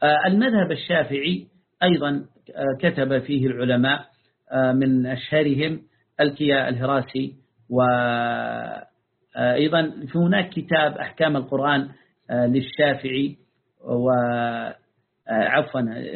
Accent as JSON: {"language": "Arabic", "region": "Taiz Governorate", "country": "Yemen", "tie": "born or raised there", "said": "يعني قريته تبعد عن قريتي قرابة 40 كيلا في مدينة موزع التابعة لمحافظة تعز. وهذا نور الدين الموزعي، يعني أنا إذا صعدت على جبل قريتنا أرى قريته"}